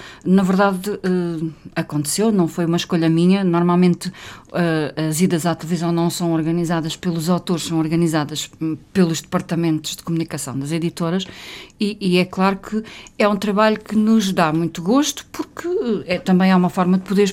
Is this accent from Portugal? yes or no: yes; Fronteira, Alentejo, Portugal; o local onde eu nasci, que é o meu Alentejo. Eu sou de facto uma apaixonada pela minha região, o Alto Alentejo. Eu sou de fronteira, uma vila que muitas pessoas ignoram